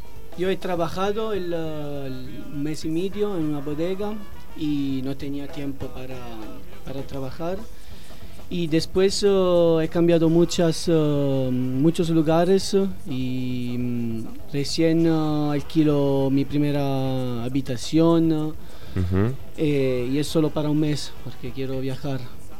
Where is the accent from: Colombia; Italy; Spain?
Italy; Spanish is a second language; now in Mendoza, Argentina; yo vengo desde Italia y estudio enología.